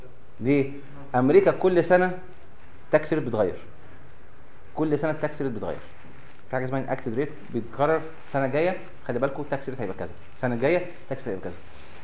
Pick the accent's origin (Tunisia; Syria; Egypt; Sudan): Egypt; يمكن مش عندنا في مصر والحمد لله لغايه دلوقتي كويس